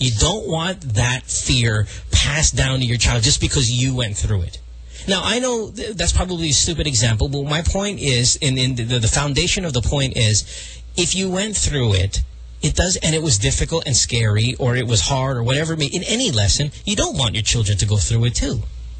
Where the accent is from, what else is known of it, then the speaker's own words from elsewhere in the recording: Central Luzon, Philippines; I'm from Bulacan.